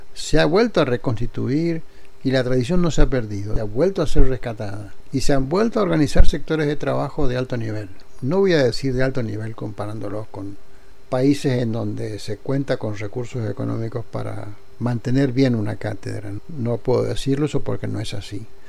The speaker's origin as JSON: {"language": "Spanish", "region": "Mendoza", "country": "Argentina", "moved": "as an adult", "said": "yo salí de Mendoza y a la semana yo estaba de titular en la Universidad Nacional Autónoma de México."}